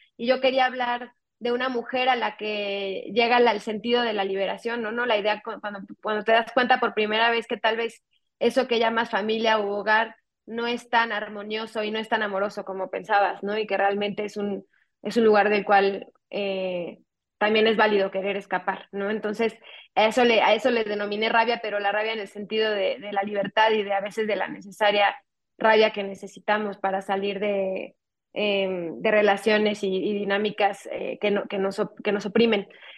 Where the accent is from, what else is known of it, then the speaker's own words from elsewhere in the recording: Mexico City, Mexico; mi coescritora y yo, y el gran parte del equipo creativo detrás de Huesera, crecimos en la Ciudad de México, somos latinoamericanas